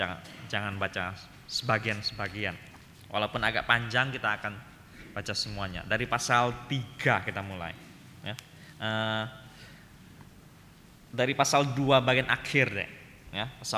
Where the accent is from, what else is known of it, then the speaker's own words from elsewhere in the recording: Jambi, Indonesia; saya asalnya dari Jambi, ya, asalnya dari Jambi, dari Gereja Kristen Protestan Jambi.